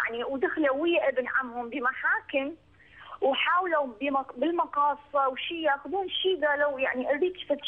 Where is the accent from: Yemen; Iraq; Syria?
Iraq; أنا من العراق